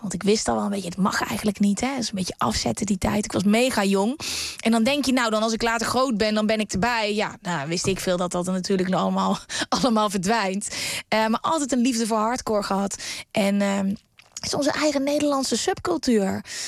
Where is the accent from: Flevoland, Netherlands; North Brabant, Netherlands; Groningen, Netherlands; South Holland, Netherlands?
North Brabant, Netherlands; ik ben opgegroeid in Brabant. En daar wordt dat gewoon met de paplepel ingegoten.